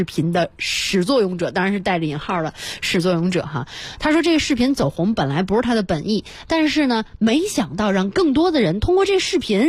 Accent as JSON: {"language": "Chinese", "region": "Beijing", "country": "China", "said": "咱们北京人、中国人"}